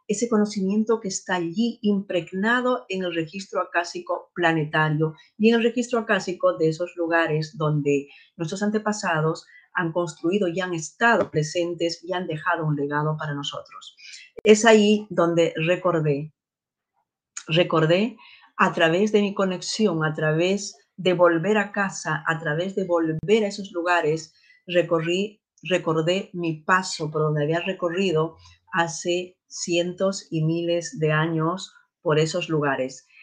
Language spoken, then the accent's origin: Spanish; Peru; moved away; cuando yo era niña, cuando yo estudiaba allí en mi país de origen, en Perú